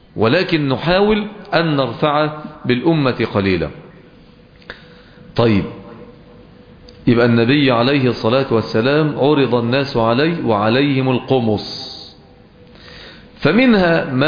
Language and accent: Arabic; Egypt; accent: Egyptian; فلهجتنا المصرية هي من اقرب اللهجات الى اللغة العربية الفصحى